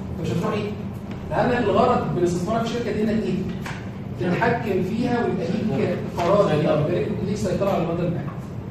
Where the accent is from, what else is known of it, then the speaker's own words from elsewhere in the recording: Egypt; بالنسبة لي أنا كمصرية